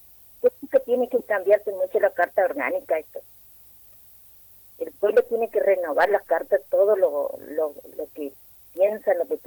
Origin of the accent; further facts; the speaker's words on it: Neuquén, Argentina; vengo de Top Boy, de una comunidad mapuche de acá de la zona norte.